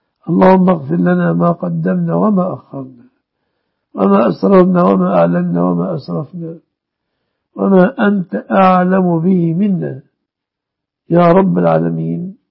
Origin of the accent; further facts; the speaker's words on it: Egypt; واحفظ بلادنا مصر وسائر بلاد المسلمين آمنة مطمئنة من كل مكروه